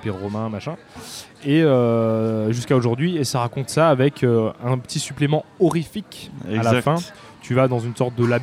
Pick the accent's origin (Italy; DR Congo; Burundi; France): France; il y a des mots, je pense, qu'en tant que Français... on est obligé de dire d'une certaine façon dû à l'articulation